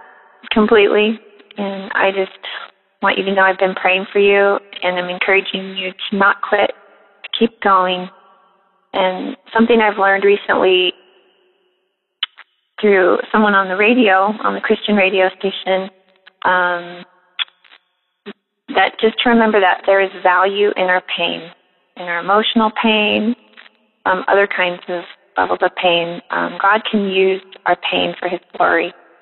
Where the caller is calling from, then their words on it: Lynden, Washington, United States; I'm calling from Linden, Washington.